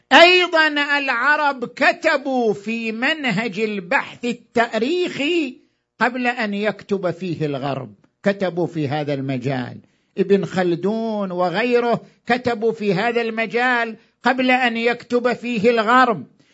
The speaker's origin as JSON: {"language": "Arabic", "country": "Iraq", "said": "إحنا كمجتمع عراقي وعندنا تاريخ"}